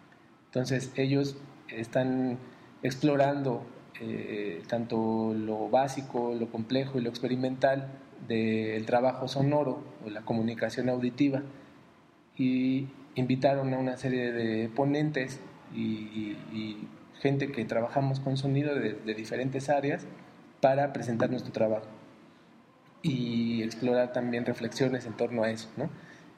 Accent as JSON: {"language": "Spanish", "country": "Mexico", "said": "Pues yo vengo de México"}